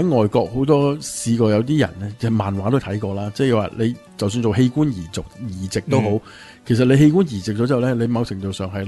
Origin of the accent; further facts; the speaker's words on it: China; 即系等同外国人睇我哋中国人嘅样，个个都差唔多